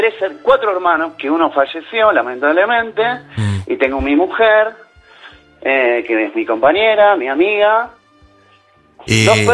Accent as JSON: {"language": "Spanish", "town": "Floresta", "region": "Buenos Aires", "country": "Argentina", "said": "yo soy de Floresta, me fui hasta Devoto, de Devoto a Villa del Parque y después volví."}